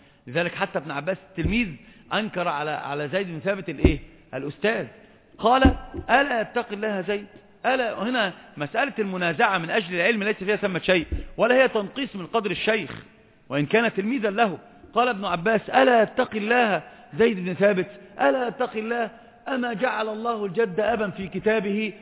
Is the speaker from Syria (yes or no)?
no; Egypt; عندنا في مصر يقولون مثلا عظيما